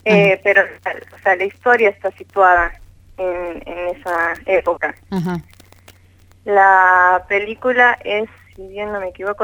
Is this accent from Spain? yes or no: no; Bolivia; Yo soy de Bolivia.